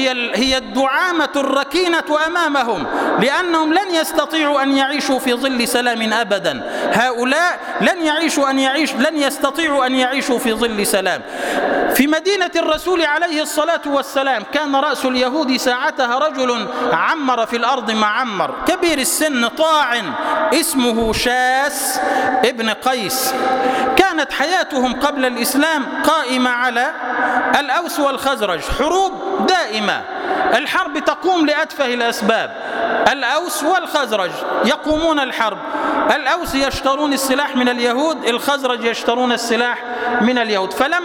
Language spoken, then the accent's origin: Arabic; Egypt; اللهم اجعل بلدنا مصر سلما سلاما، أمنا أمانا